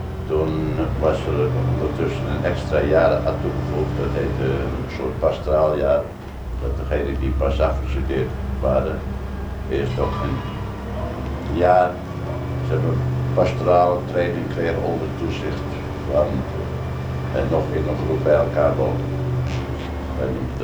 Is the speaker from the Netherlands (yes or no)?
yes; Zandvoort, North Holland, Netherlands; Dus geboren en getogen in Zandvoort en Zee.